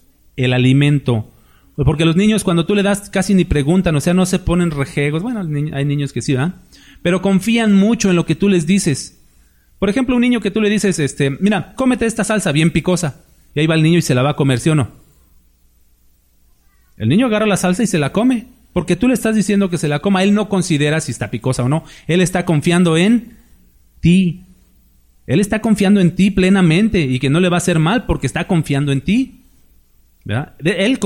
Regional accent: Mexico; Aunque somos mexicanos, tenemos una idiosincrasia similar

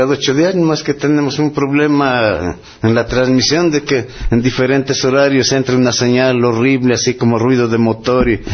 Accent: San Pedro Tlacotepec, Tlaxcala, Mexico; Es San Pedro Tlacotepec.

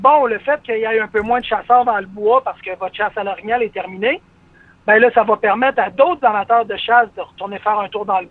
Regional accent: Montmagny, Quebec, Canada; Alors que nous, dans la région de Québec, puis tu sais, moi, je viens d'une ville proche de Québec qui s'appelle Montmagny, qui était normalement reconnue comme étant la capitale de l'oie blanche.

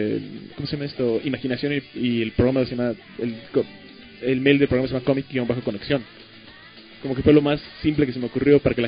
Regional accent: Mexico; Como que soy de México

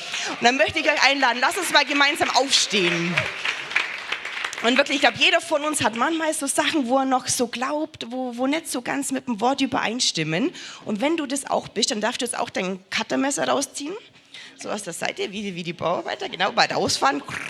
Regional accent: Bavaria, Germany; Wir haben bei uns im Allgäu so ein Sprichwort.

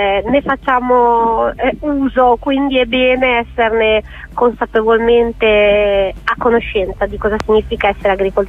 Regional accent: Rimini, Emilia-Romagna, Italy; Io poi vengo dalla mia città natale, Rimini, immaginati, una riminese che d'estate è una delle città più affollate d'Italia

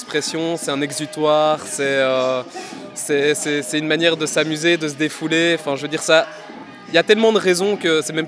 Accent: Wavre, Walloon Brabant, Belgium; moi je viens pas de Bruxelles par exemple. Je suis des environs de Wavre

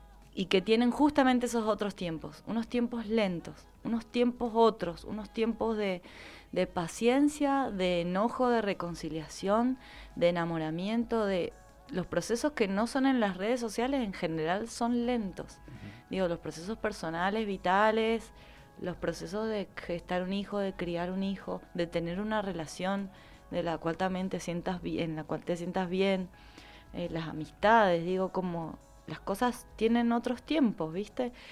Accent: Berazategui, Buenos Aires Province, Argentina; also born or lived in Córdoba; Nací en Capital, pero después mis viejos, porque hacían trabajo social, nos trasladamos a Buenos Aires y viví mis primeros 4 años en Berazategui, también provincia de Buenos Aires.

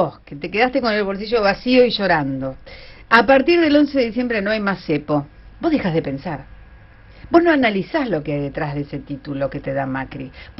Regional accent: Argentina; toda esta forma de sentirnos como argentinos

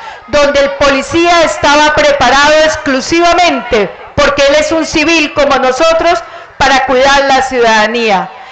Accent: Tolima, Colombia; los que nos criamos acá en el Tolima

